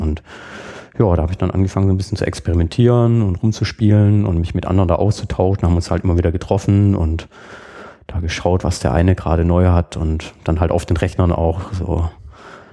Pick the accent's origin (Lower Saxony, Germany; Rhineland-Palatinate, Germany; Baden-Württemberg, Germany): Baden-Württemberg, Germany; Burgstall an der Murr; Ja, ich komme aus einem Dorf, Burgstall an der Mur, das ist so zwischen Backnang und Winnenden